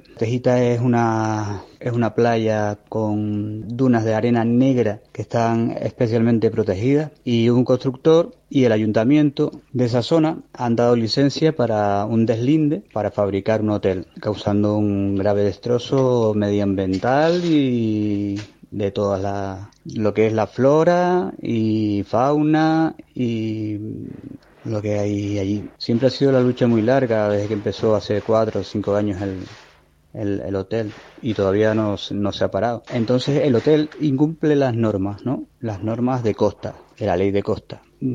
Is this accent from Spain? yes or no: yes; Canary Islands, Spain; de Cantautores de Acampada. Soy canario.